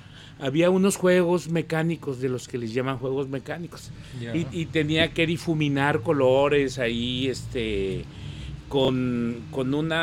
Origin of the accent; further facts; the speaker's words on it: Tlaquepaque, Jalisco, Mexico; born there; vengo de una familia de artesanos, nací en Tlaquepaque